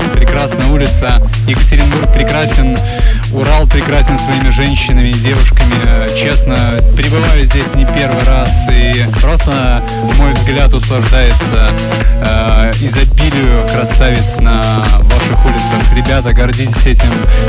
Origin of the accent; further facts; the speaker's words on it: Belarus; Я народная, бо я народился и вырос в Беларуси.